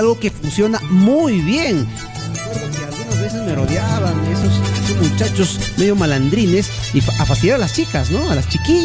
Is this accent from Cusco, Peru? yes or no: no; Carhuaz, Ancash, Peru; en Carhuaz, bueno, yo soy de Carhuaz, no conozco mucho la realidad de los colegios aquí en Huaraz